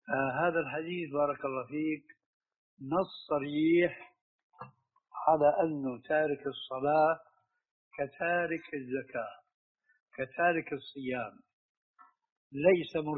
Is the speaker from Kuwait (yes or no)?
no; Syria; وعندنا في الشام